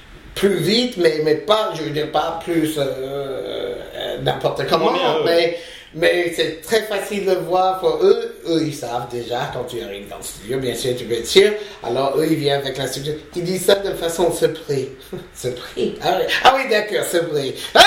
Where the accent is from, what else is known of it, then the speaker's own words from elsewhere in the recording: United States; moved away as an adult; now in France; je suis venu des États-Unis au début des années 80 pour étudier avec le Mime Marceau.